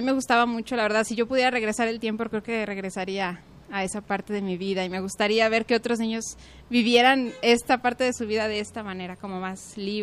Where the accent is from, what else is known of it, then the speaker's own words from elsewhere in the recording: Guadalajara, Jalisco, Mexico; Soy de Guadalajara, 100% tapatía.